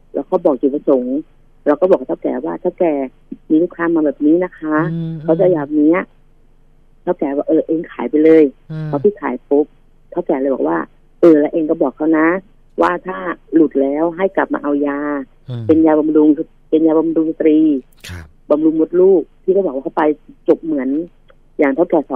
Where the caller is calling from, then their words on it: Chai Nat, Thailand; มาจากชัยนาทค